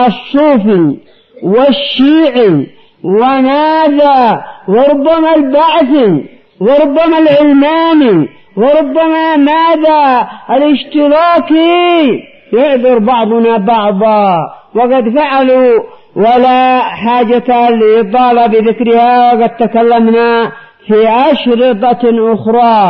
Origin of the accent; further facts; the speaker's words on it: Yemen; أعظم ضربة للحزبيين عندنا في اليمن.